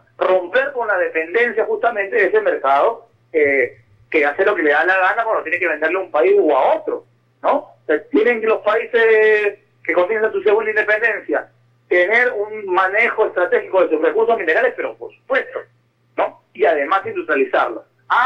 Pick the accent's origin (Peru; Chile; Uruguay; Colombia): Peru; región, como le llamamos en mi país, solamente en una región se llevó 20 mil millones de dólares en los últimos 10 años, y esa región es la tercera más pobre del Perú.